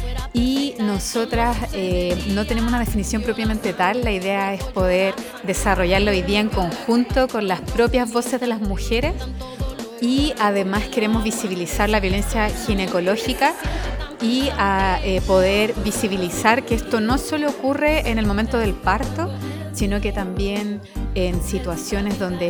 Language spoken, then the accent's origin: Spanish; Valparaíso, Chile; Bueno, hola … feminista porteña.